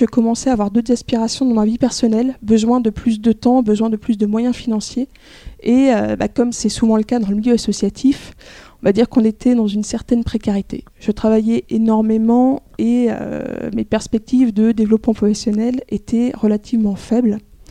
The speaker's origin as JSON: {"language": "French", "town": "Rennes", "region": "Brittany", "country": "France", "tie": "born or raised there", "said": "je suis née à Rennes, où j'ai passé une grande partie de mon enfance et de ma jeunesse jusqu'à mes 20 ans."}